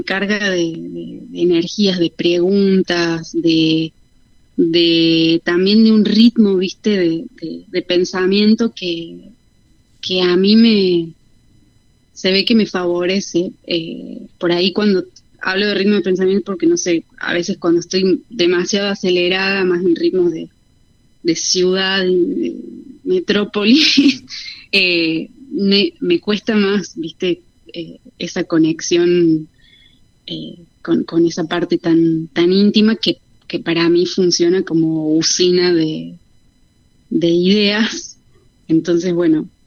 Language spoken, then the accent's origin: Spanish; Córdoba, Argentina; now in Buenos Aires, Argentina; soy de Córdoba capital originalmente